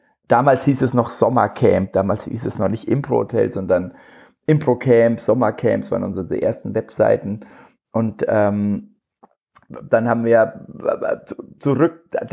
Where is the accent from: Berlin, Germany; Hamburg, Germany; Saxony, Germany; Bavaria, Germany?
Bavaria, Germany; accent: Franconian; ich komme aus Franken, das hört man wahrscheinlich ein bisschen